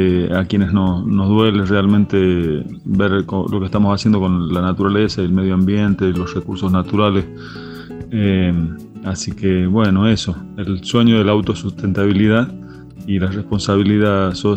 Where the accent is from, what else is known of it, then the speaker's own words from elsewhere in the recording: La Rioja, Argentina; born there; now in Cuesta Blanca, Argentina; soy compositor, cantautor, riojano por nacimiento, cordobés por adopción. Vivo en Cuesta Blanca, en la Sierra de Córdoba, al sur del Valle de Punilla.